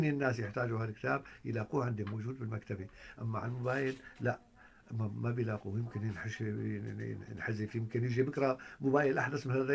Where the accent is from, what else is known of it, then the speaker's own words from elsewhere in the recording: Syria; بهال 7 سنين الحرب الهائلة المرعبة اللي صارت عندنا بسوريا